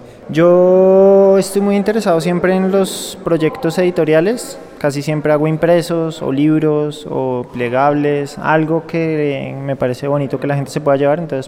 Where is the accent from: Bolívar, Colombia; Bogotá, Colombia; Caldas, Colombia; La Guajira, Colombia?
Bogotá, Colombia; estoy acá en el Salón Nacional de Artistas. Yo soy de Bogotá.